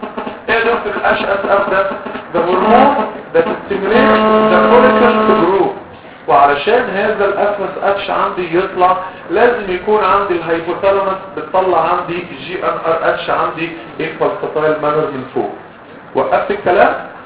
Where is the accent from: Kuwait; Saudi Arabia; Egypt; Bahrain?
Egypt; قلت له انا مصري يعني فهلاوي